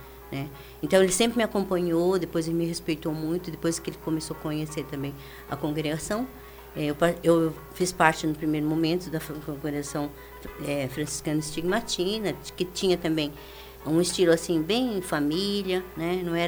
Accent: Sertanejo, Paraná, Brazil; eu nasci em Sertanejo, uma cidade do norte do Paraná. É, assim, a maioria das pessoas lá eram japoneses mesmo.

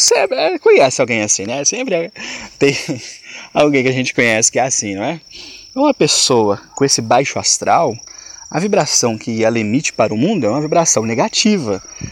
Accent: Minas Gerais, Brazil; eu sou mineiro, eu tenho costume de falar uai, nós, sou, trem, características comuns do vocabulário do mineiro.

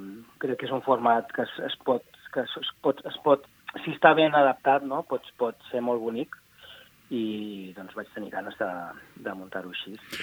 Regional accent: Palafrugell, Catalonia, Spain; born there; also born or lived in Berlin; now in Barcelona, Spain; Això és, vaig néixer a Palafrugell.

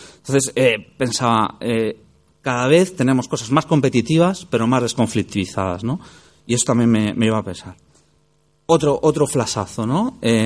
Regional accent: Madrid, Community of Madrid, Spain; en una ciudad grande como aquella de la que yo vengo, ¿no? Yo vengo de Madrid.

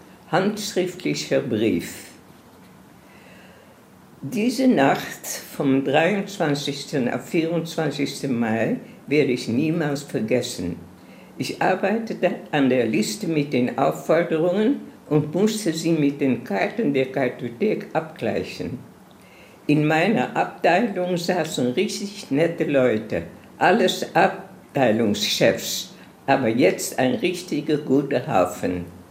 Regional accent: Amsterdam, North Holland, Netherlands; born there; German is a second language; Ich bin geboren in Amsterdam, in einem sehr schönen Viertel von Amsterdam.

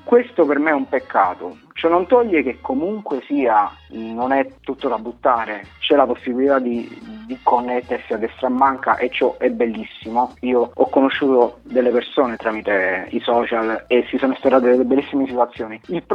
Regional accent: Campania, Italy; now in Rome, Italy; Io provengo da una piccola realtà di provincia, vivo a Roma, ma vengo dalla provincia di Avellino.

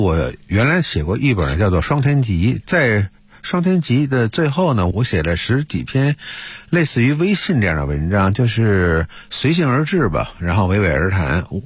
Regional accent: Beijing, China; 因为我作为一个老北京人，在北京生活了几十年，还有呢我的家庭呢在北京生活的时间就更长了

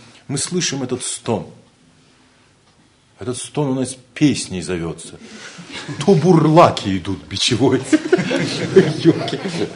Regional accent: Ulan-Ude, Buryatia, Russia; по моей речи очень хорошо можно понять, что я из Улан-Удэ, из СССР, что я коренной житель Сибири.

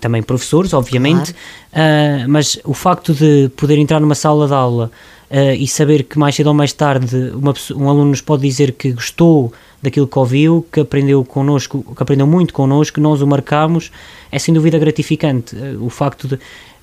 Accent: Oliveira, Centro, Portugal; also born or lived in Loriga; os meus pais, a minha mãe e o meu pai são de Loriga, naturais, vieram viver para Oliveira e foi sempre aqui que eu vivi, mas a minha terra e sempre será, vai ser Loriga

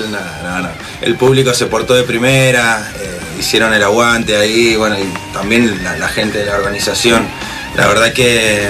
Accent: Mendoza, Argentina; Venimos de Mendoza, che.

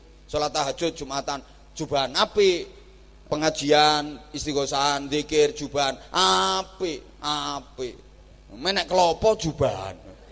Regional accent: Indonesia; born there

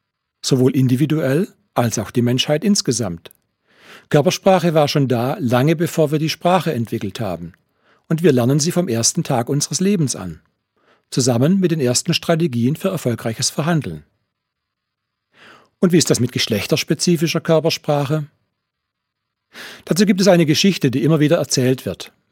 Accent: Baden-Württemberg, Germany; ich stamme auch aus dem Ländle, aus dem schwäbischen Teil, aus dem Gschmäckle-Teil.

